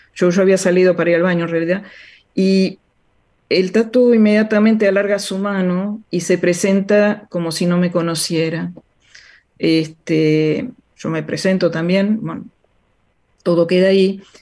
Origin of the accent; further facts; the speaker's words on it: La Plata, Buenos Aires Province, Argentina; es un momento un poco fuerte para mí porque yo soy de La Plata.